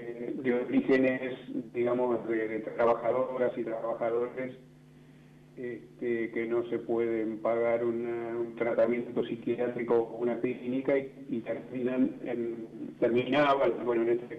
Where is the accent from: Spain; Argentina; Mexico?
Argentina; Buenos Aires; yo soy de Capital